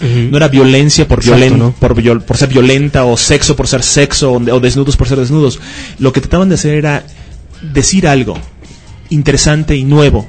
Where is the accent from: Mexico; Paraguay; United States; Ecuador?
United States; Spanish is a second language; Pero yo vengo de los Estados Unidos.